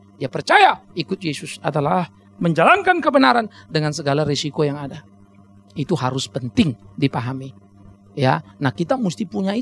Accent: Pematangsiantar, North Sumatra, Indonesia; Coba berani-berani lewat di Siantar kampung saya, habis itu hilang.

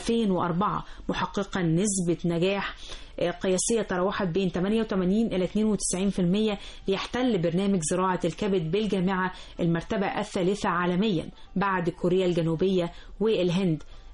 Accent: Egypt; وعندنا كمان كمصريين يدعونا بالفخر والعزة.

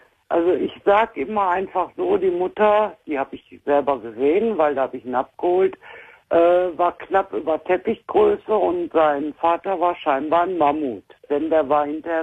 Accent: Essen, North Rhine-Westphalia, Germany; born there; moved away; ich bin gebürtig aus Essen, lebe aber 16 Jahre jetzt in Bayern.

